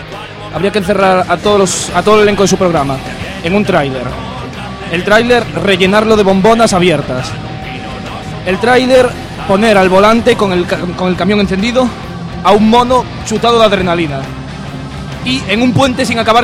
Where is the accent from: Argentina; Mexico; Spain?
Spain; Cambre, Galicia; también soy de Cambre.